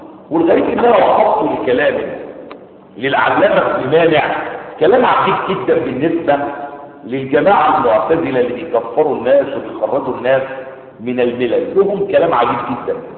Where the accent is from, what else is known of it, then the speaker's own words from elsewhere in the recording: Egypt; زي ما العوام عندنا في مصر يقولون